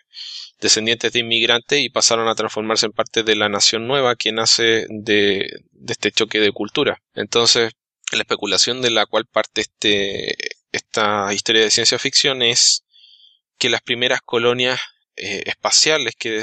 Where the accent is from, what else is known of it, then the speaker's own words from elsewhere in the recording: Chile; Alberto es Alberto Calvo, Alberto es mexicano, yo soy chileno y por apellidos tenemos ascendencia española, pero realmente no somos españoles, nos consideramos mexicanos y chilenos.